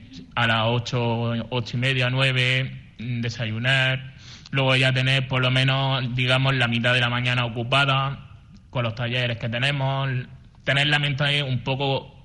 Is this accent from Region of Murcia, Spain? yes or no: yes; Cartagena, Region of Murcia, Spain; moved away; Yo soy de Cartagena, de Murcia, pero claro, yo conocí este recurso social, pues por desgracia o por suerte, tuve que dejarlo todo donde nací y empezar, digamos, desde cero.